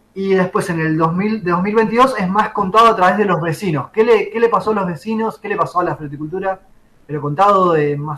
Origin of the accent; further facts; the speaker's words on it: Viedma, Río Negro, Argentina; yo soy de Viedma, así, viedmense, forever.